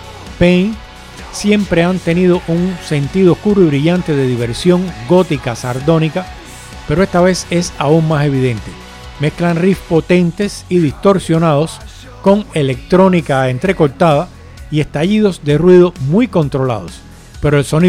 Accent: Cuba; ¿Qué va a pasar en mi país? ¿Qué va a pasar en Cuba? No lo sabemos, pero aquello es un estado fallido desde hace muchos años

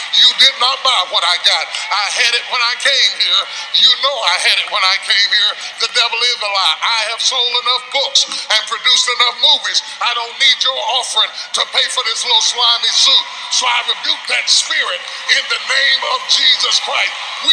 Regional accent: Dallas, Texas, United States; I'm not from LA, I'm from Dallas.

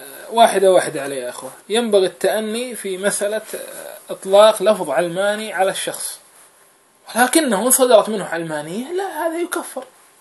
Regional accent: Kuwait; نحن أيضا عندنا في الكويت

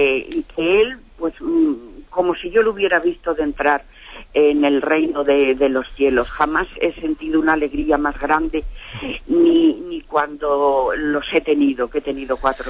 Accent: Toledo, Castilla-La Mancha, Spain; Mire, soy una señora de Toledo

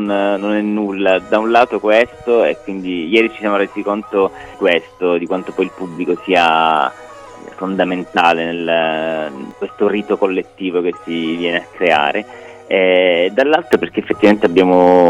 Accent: Palermo, Sicily, Italy; perché comunque ahimè da palermitano posso, cioè mi fa soffrire tantissimo che il sud comunque

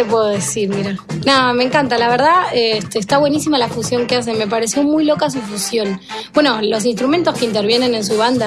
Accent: Punta Alta, Buenos Aires Province, Argentina; me regresé a mi pueblo, a Punta Alta

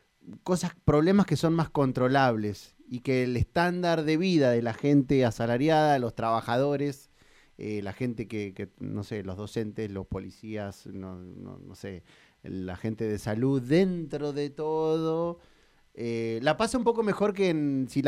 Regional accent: Bahía Blanca, Buenos Aires Province, Argentina; born there; Yo nací en Bahía Blanca. Mis papás se habían ido a estudiar ahí. En realidad mi papá es nacido en Bahía Blanca también. Mi mamá es de Huatraché.

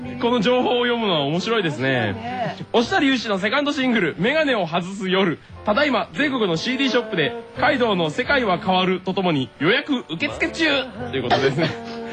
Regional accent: Shikoku, Japan; born there; うん、私も四国生まれですけども。

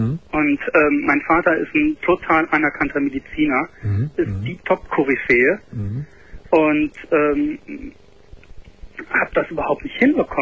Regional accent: Cologne, North Rhine-Westphalia, Germany; Also ich komme aus Köln, habe eine kleine Wohnung.

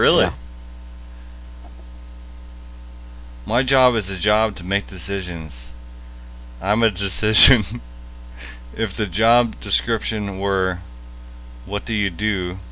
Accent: Canada; And of course, I'm Canadian

